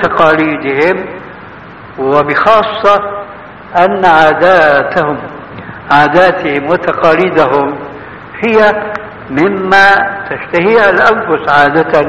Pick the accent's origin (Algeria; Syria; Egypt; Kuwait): Syria; هذه بسموها عندنا في سوريا برازيت، يعني تشويه.